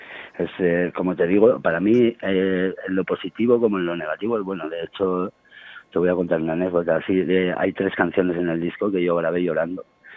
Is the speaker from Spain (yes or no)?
yes; La Rioja, Spain; Claro, y tampoco somos de Logroño, pero bueno, somos riojanos